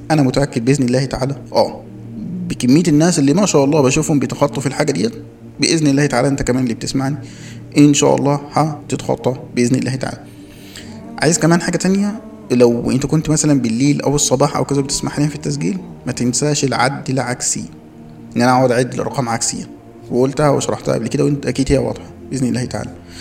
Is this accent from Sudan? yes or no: no; Egypt; احنا عندنا في مصر